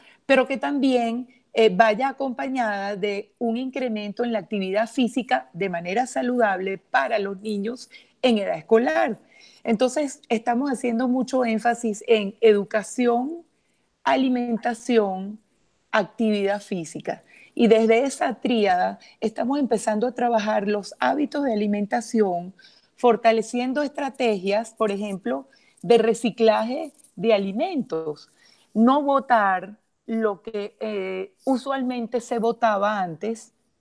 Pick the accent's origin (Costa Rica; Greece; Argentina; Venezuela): Venezuela; si tuviéramos a mi país de origen, Venezuela